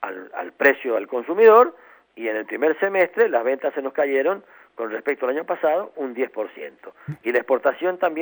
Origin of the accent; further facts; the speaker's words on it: Argentina; piensen cuánto nosotros como argentinos consumimos de buen fresco y de pasa, nada.